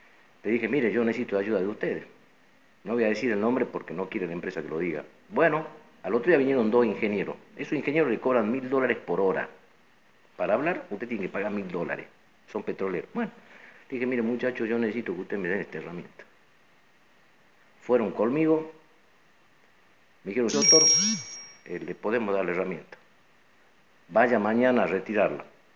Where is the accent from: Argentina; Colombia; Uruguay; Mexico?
Argentina; Tartagal, Salta; la única facultad de ingeniería de perforación está en mi pueblo, en Tartagal